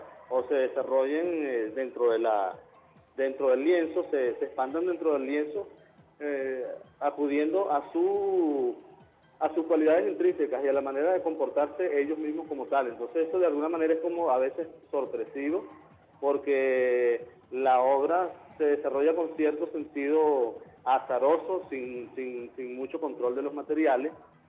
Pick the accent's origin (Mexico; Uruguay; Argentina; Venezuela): Venezuela; Guárico; now in Los Teques, Venezuela; Yo soy del estado Guárico. Uh-huh. Del estado Guárico. Tengo años residiendo por aquí, por el área, digamos, por la Gran Caracas. Vivo en Los Teques, pero yo soy del estado Guárico.